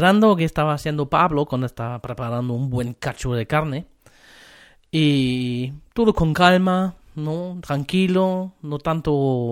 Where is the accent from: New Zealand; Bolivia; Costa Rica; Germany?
Germany; Spanish is a second language; now in Chile; Soy alemán y normalmente la gente dice aquí en Chile, los alemanes no saben hacer asado.